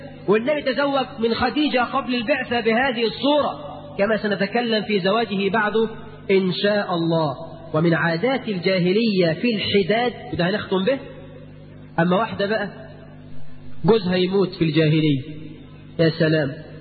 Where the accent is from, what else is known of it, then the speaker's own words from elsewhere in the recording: Egypt; قرات في جريده جريده في هنا عندنا في مصر